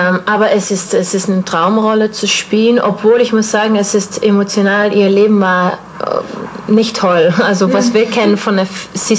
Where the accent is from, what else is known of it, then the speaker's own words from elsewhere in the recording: South Holland, Netherlands; German is a second language; now in Stuttgart, Germany; ich komme aus Holland, Süden von Holland, am Meer.